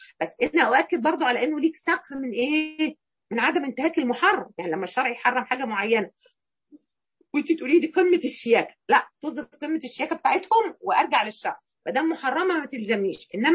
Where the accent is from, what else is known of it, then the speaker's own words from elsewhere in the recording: Egypt; في يمكن احنا مصريين يعني مقصرين في الحته دي شويه